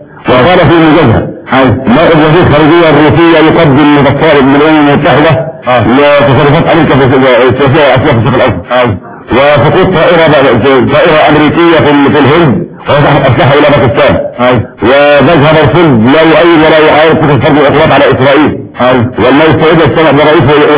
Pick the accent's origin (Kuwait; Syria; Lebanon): Syria